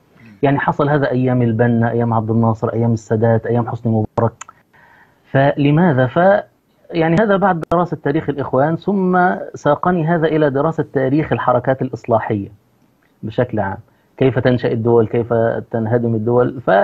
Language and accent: Arabic; Egypt